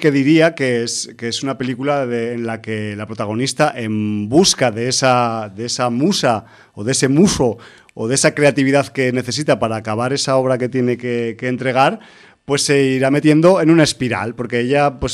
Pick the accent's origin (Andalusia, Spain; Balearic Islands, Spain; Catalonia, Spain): Catalonia, Spain; Barcelona; nosotros somos de Barcelona y no conocemos el underground